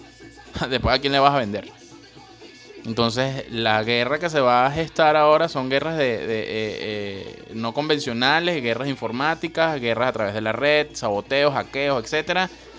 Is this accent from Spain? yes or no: no; Venezuela; Bueno, yo no, pero pues soy venezolano.